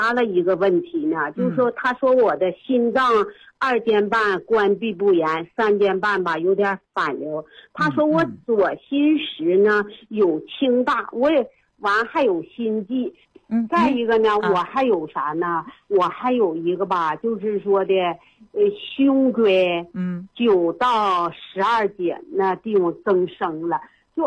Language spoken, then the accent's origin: Chinese; Suihua, Heilongjiang, China; 我是绥化的。